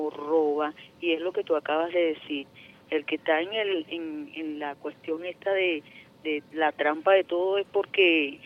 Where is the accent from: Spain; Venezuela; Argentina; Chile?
Venezuela; así somos los venezolanos.